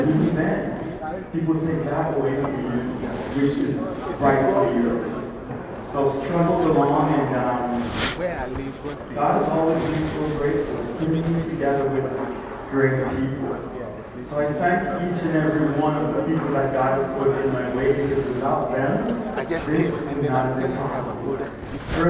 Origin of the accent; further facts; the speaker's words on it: Jamaica; now in United States; Just briefly about me, I was from Jamaica and got those things when I was 18, 19.